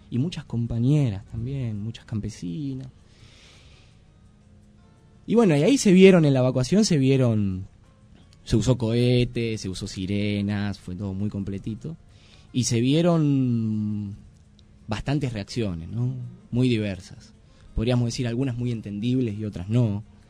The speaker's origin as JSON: {"language": "Spanish", "region": "Buenos Aires", "country": "Argentina", "said": "la estigmatización con la cual vamos los argentinos y más los que venimos de Buenos Aires, ¿no?"}